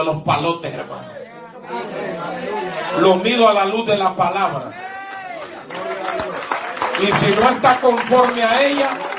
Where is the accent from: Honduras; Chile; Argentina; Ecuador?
Honduras; Dígamelo a mí, que soy un hondureño patarrajada.